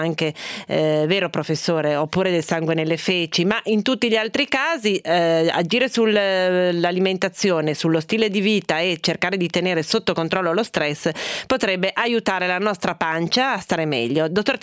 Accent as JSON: {"language": "Italian", "region": "Piedmont", "country": "Italy", "said": "Perché sono piemontese?"}